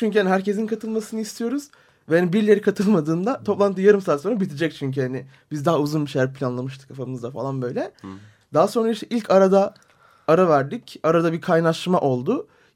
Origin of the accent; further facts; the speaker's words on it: Diyarbakır, Diyarbakır Province, Turkey; Çünkü ben bir Diyarbakırlıyım.